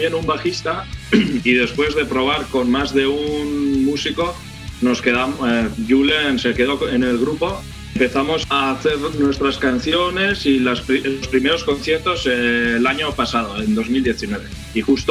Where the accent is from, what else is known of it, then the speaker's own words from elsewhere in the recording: Navarre, Spain; Pues somos del norte de España, que sería la zona de Navarra.